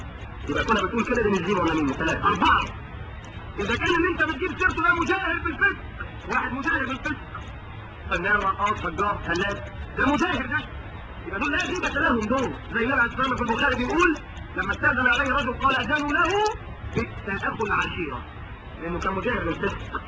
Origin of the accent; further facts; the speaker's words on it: Egypt; انما احنا مصريين